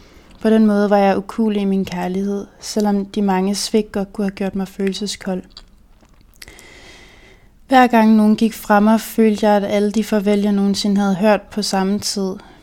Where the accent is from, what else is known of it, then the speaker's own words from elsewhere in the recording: Region of Southern Denmark, Denmark; Jeg voksede op med en personlighed, der var for stor til min barndomsby på Nordfyn, med kun 700 indbyggere.